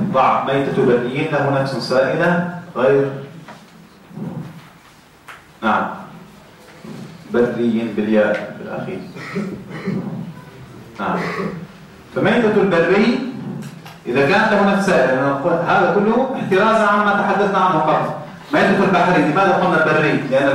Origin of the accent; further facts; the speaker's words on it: Tunisia; إذا ذبحنا عندنا في تونس إذا ذبحنا نعلق الكبش في الغالب